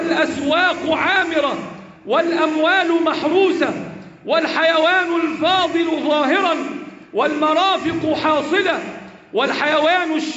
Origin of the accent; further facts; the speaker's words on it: Egypt; اللهم احفظ بلدنا مصر وسائر بلاد